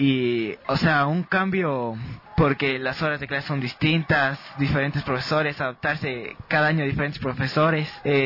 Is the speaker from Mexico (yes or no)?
no; Quito, Pichincha, Ecuador; Sí, nací en Quito, mi mamá vivió un tiempo en Guayas, pero todos somos quiteños.